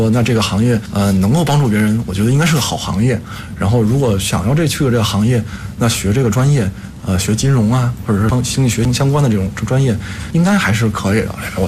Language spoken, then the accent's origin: Chinese; China; 我们这种中国心肯定都是不变的，我们都是中国人